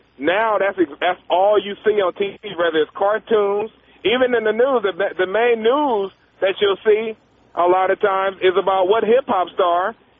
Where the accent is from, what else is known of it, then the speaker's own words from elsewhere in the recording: Lynwood, California, United States; Tom, I was born and raised in Linwood. You know where that is?